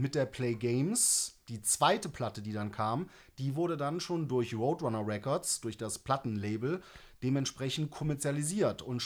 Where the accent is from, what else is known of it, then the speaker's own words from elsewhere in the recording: Mendig, Rhineland-Palatinate, Germany; für mich als Kind aus der Eifel, ich komme aus einem kleinen Ort am Rand vom Nürburgring, so, ich bin ein absolutes Dorfkind.